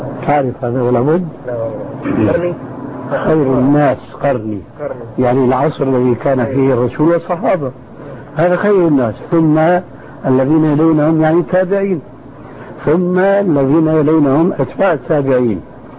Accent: Syria; اسمح لي نصف الكلام يقولون عندنا في الشام ما عليه جواب

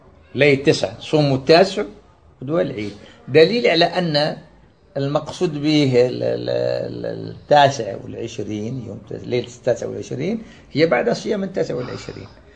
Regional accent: Algeria; كما سموها عندنا في الجزائر الكاشكاش

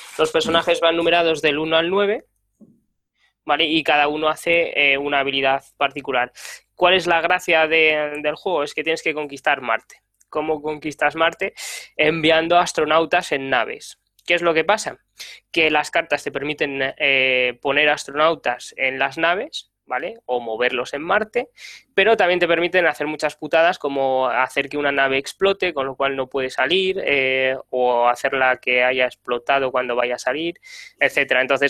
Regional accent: León, Castile and León, Spain; now in Madrid, Spain; ahora vivo en Madrid, ya no soy de León.

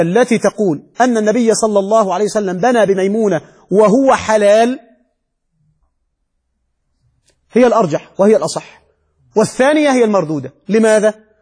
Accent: Egypt; نحن نحن بس مصري ماشي

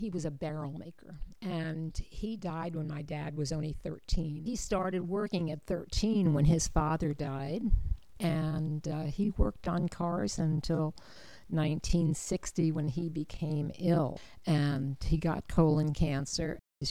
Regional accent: New York, United States; I was brought up just outside of Manhattan.

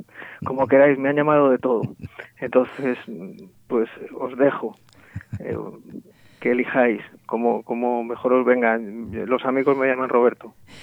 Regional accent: Madrid, Community of Madrid, Spain; yo soy de Madrid

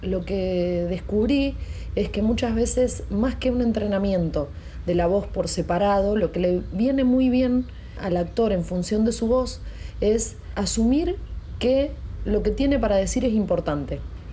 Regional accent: Pergamino, Buenos Aires Province, Argentina; born there; now in Rosario, Argentina; nací en Pergamino en el año 80, tengo 37 años, no estoy en pareja

